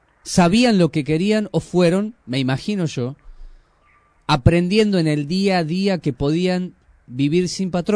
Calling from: Gualeguay, Entre Ríos, Argentina; de Gualeguay, soy oyente a través de internet

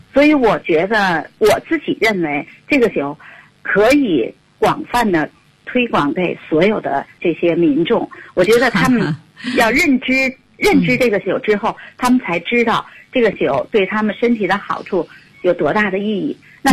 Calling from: Beijing, China; 哎，您好，我是北京的

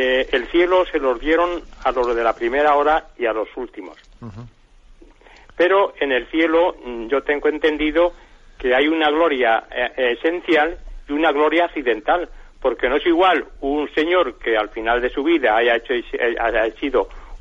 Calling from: Madrid, Community of Madrid, Spain; de Madrid.

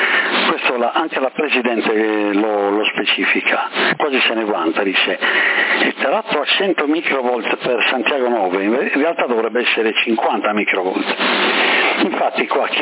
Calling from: Sassari, Sardinia, Italy; qua tutti hanno avuto il Covid a Sassari

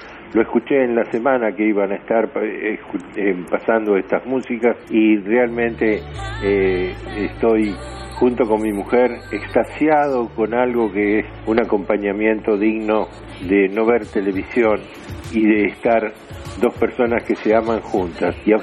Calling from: Avellaneda, Buenos Aires Province, Argentina; Mi esposa Silvia y yo, que … de Avellaneda

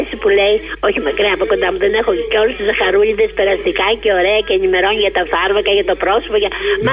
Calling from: Patras, Western Greece, Greece; είμαι η κυρία από την Πάτρα που εμίλησαμε

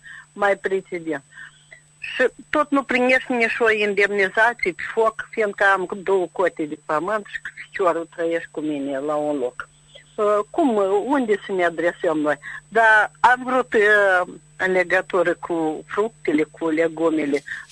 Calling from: Dondușeni District, Moldova; din Răiunul Dundosec.

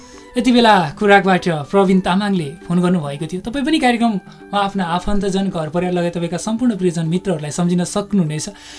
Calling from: Makwanpur, Bagmati, Nepal; मकानपुरबाट

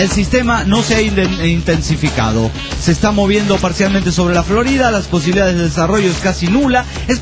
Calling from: Yajalón, Chiapas, Mexico; Hola, ¿cómo están? … de Yajalón, Chiapas, México.

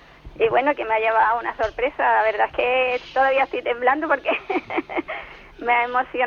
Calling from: Cádiz, Andalusia, Spain; de Cádiz.

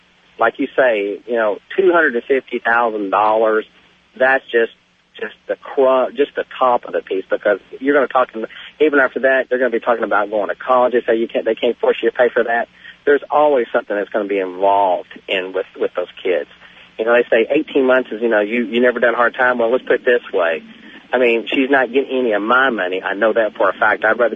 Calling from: Dallas, Texas, United States; I'm calling you from Dallas.

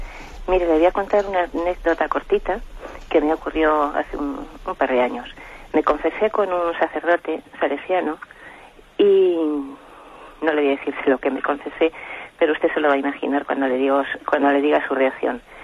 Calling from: Madrid, Community of Madrid, Spain; de Madrid.

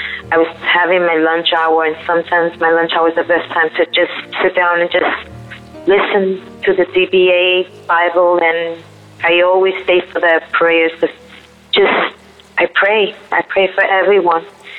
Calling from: Queens, New York, United States; My name is … I'm calling from New York. Queens.

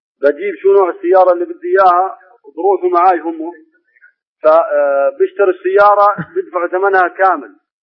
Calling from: Jordan; من الأردن بحكي معك يا شيخ.

